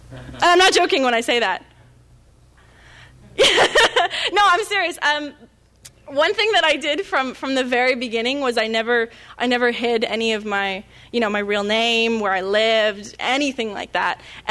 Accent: Toronto, Ontario, Canada; I don't think I have much of an accent. I'm sort of, you know, I'm from Toronto. I'm from the big city.

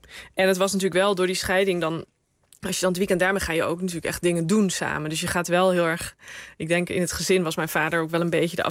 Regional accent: Rosmalen, North Brabant, Netherlands; Ik ben opgegroeid in Rosmalen en dat kwam op een gegeven moment bij gemeente Den Bosch.

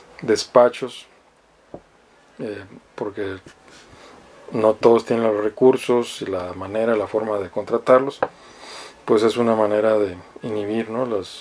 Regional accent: Mexicali, Baja California, Mexico; si firman un contrato con un banco que les gusta en Mexicali, de donde soy oriundo

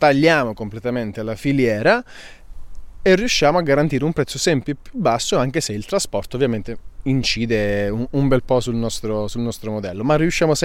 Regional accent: Calabria, Italy; io sono calabrese, nasco in un territorio di agrumi e quindi mi viene molto più semplice

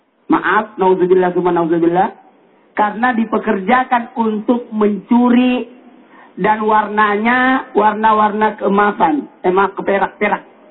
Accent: Sulawesi, Indonesia; sama-sama dari Sulawesi, asal Sabi.

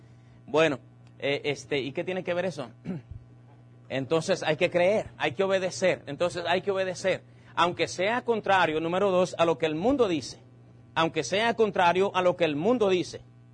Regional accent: Mexico; Uno de nuestros grandes problemas como humanos y como mexicanos es que no somos constantes en lo que hacemos.

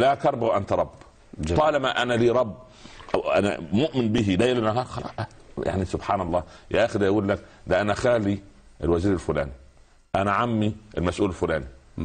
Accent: Egypt; حتى المثل الشعبي يقول ايه يعني عندنا في مصر يقول لك

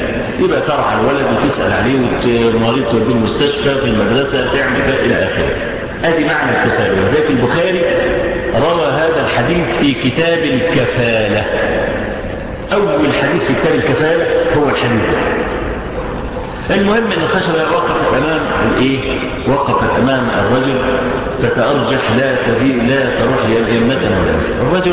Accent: Egypt; احنا عندنا في مصر

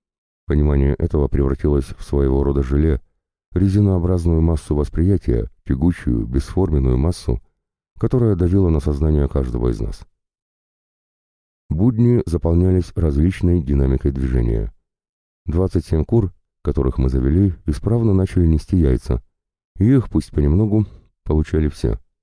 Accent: Donbas, Ukraine; И может даже благодаря тому, что мы, бойцы с Донбасса, находимся здесь, это смертельное железо никогда и никуда уже не полетит

